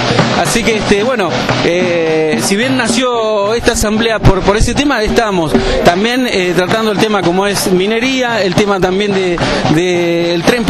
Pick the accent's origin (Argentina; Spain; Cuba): Argentina; General Roca, Río Negro; soy del Alto Valle, precisamente de Fisque Menuco, la ciudad que lleva hoy el nombre del genocida General Roca. Soy mapuche